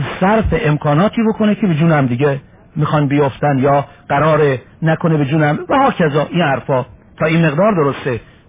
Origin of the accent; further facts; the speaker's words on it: Iran; همونطوری که من ایرانیم، او اروپایی